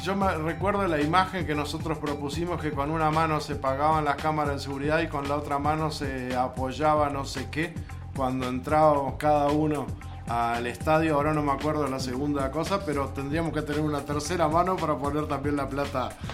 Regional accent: Uruguay; Creo que nosotros como uruguayos tendríamos que hacer

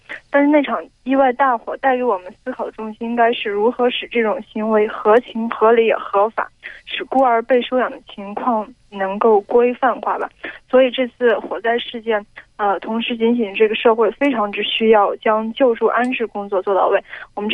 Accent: Shenzhen, Guangdong, China; 我来自深圳。

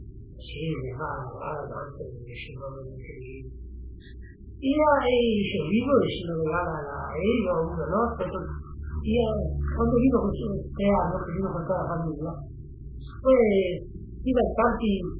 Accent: Italy; Spanish is a second language; now in Argentina; Soy italiano, pero tengo ciudadanía.

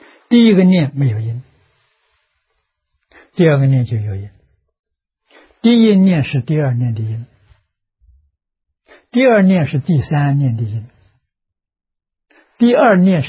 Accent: China; 我们中国人讲圣贤的教育，印度人讲佛菩萨的教育，太重要了啊！

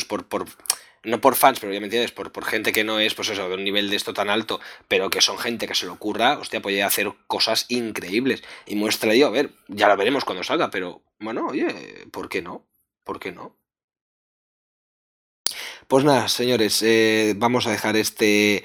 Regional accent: Catalonia, Spain; como nosotros somos catalanes

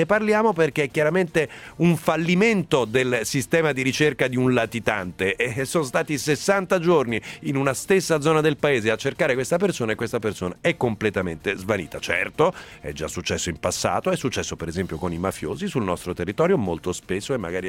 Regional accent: Bevagna, Umbria, Italy; le origini sono umbre, sono di Bevagna in provincia di Perugia

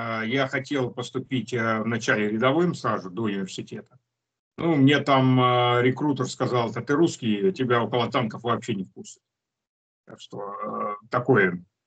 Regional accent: Russia; потому что я русский, родом с России.

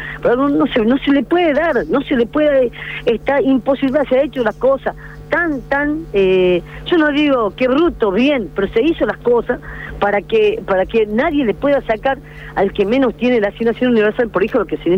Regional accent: Argentina; si supuestamente nosotros estamos dentro del territorio argentino, somos argentinos también

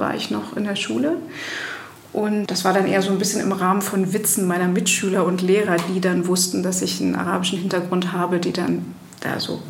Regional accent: North Rhine-Westphalia, Germany; moved away as an adult; also born or lived in Leipzig; ich bin zum Studium nach Leipzig gegangen, weil ich maximal weit von meiner Heimat weg wollte. Und aus NRW in den frühen 2000ern betrachtet, war Sachsen sehr weit weg.

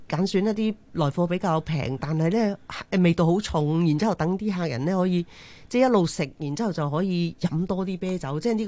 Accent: Chaozhou, Guangdong, China; 即係譬如我哋潮州人中意做嗰啲蚵仔煎啊嗰啲咧，其實都用鴨蛋嘅喎。

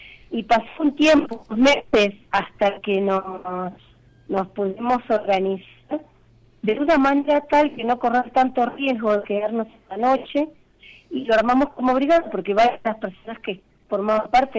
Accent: Molinari, Córdoba, Argentina; yo soy de Molinari

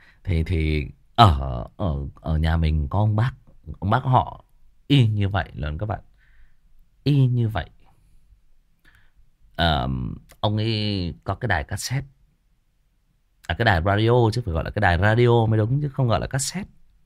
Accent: Van Giang, Hưng Yên, Vietnam; quê tôi thì quê nội ở bên Hưng Yên, ở bên Văn Giang.

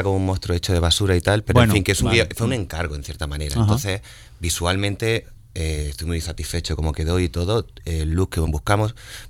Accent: Granada, Andalusia, Spain; also born or lived in Madrid; Yo he nacido en Madrid, pero soy granadino. Vale. He crecido en Granada, me he formado en Granada, me he metido en mi primera borrachera en Granada, me he creado yo como persona en Granada

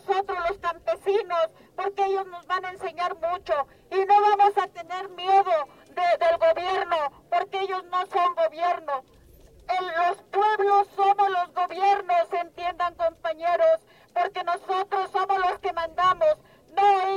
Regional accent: Atenco, State of Mexico, Mexico; Somos de Atenco y nos han reprendido feo.

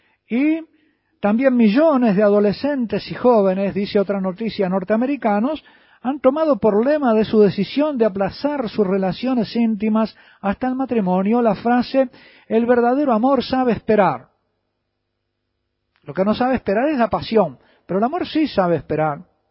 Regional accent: Uruguay; En otro libro titulado Sexo y Amor en el Uruguay, en mi país, de una orientación totalmente laicista

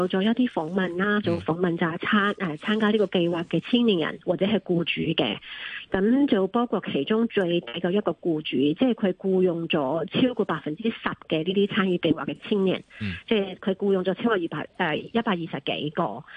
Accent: China; now in Hong Kong; 类似我从内地嚟到香港，喺香港生活

